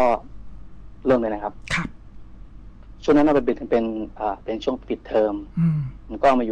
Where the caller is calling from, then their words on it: Bang Na, Bangkok, Thailand; บางนาครับพี